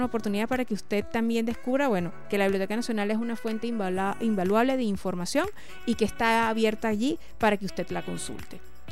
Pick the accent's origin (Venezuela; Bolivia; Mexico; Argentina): Venezuela; lo que somos como venezolanos